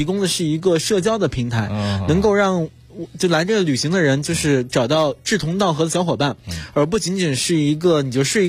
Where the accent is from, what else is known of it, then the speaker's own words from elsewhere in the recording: Tianjin, China; 我小时候住在天津的一个大杂院，就是十几户人家都是平房